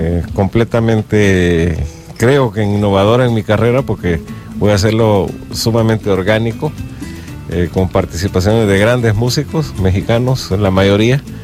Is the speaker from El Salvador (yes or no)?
yes; El Salvador; con la gente que crecí aquí en El Salvador